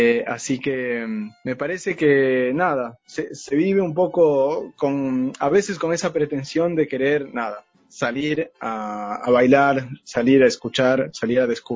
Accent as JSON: {"language": "Spanish", "country": "Ecuador", "said": "estamos …, … y yo, que somos ecuatorianos"}